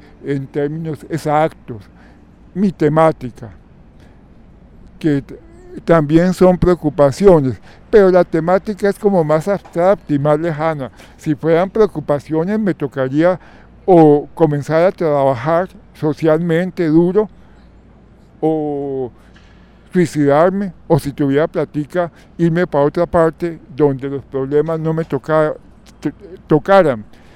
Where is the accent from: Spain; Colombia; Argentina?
Colombia; Bogotá; soy bogotano, nací en 1950.